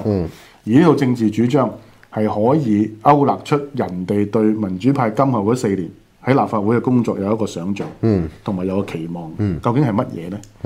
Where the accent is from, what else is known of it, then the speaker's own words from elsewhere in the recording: Hong Kong; 咁而家終於我哋香港人就領教啦